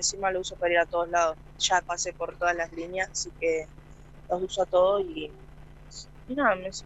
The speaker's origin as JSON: {"language": "Spanish", "town": "Santa Rosa", "country": "Argentina", "said": "Sí, sí, soy de Santa Rosa."}